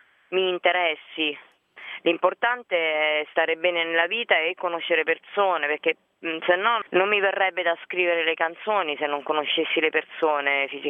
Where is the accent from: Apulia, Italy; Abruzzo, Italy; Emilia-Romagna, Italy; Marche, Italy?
Abruzzo, Italy; Lanciano; born or raised there; also born or lived in L'Aquila